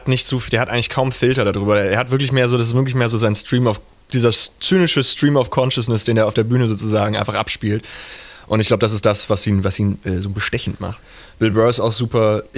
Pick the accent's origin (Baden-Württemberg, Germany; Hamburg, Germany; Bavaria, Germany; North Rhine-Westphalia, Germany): Hamburg, Germany; weil ich komme ja auch aus Hamburg, also ich habe diesen leichten Nordbezug.